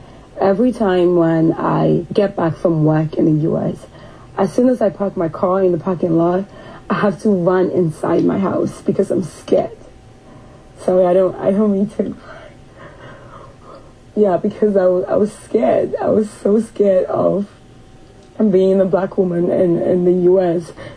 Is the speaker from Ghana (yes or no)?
yes; Ghana; with, you know, moving back, because I have Western influence. It's hard for Ghanaians to see me as Ghanaian as well. Since I've been back, I've not had not even one person called me a Ghanaian.